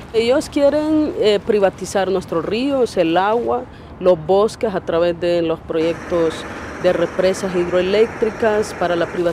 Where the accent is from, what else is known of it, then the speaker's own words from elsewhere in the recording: Honduras; yo vengo del sur occidente de Honduras, de una zona más rural, indígena, de sierras, frontera con el oriente de El Salvador